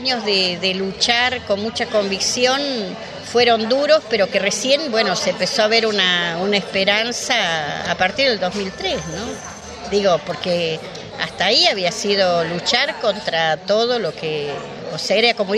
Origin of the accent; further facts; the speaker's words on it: Tucumán, Argentina; now in Buenos Aires, Argentina; Yo soy de Tucumán, bueno, con el cierre de los ingenios y todo el desastre que se produce en la dictadura de Onganía, finalmente terminamos viviendo en la Villa 31